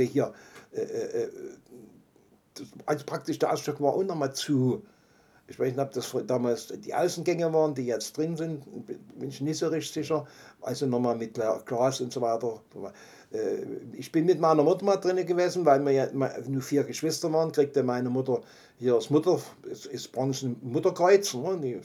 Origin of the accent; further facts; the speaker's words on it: Dresden, Saxony, Germany; Ich bin ja nur ein Junge der inneren Neustadt. Ich bin auf der Großmeißner Straße groß geworden, bis zum Ausbomben.